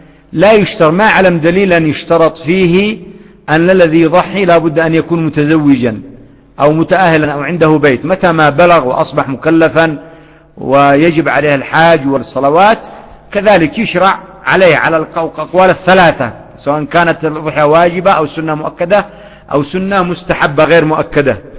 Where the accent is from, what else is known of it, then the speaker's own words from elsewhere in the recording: Yemen; لأن عندنا في اليمن يقول فلان ذهب حارم أو فلان حارم